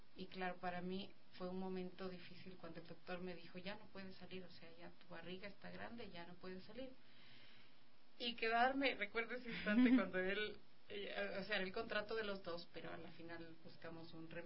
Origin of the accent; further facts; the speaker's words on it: Cotacachi, Imbabura, Ecuador; now in Quito, Ecuador; Los dos somos de Cotacachi y vinimos acá en busca de un camino. Bueno, yo siempre quise venir a vivir a Quito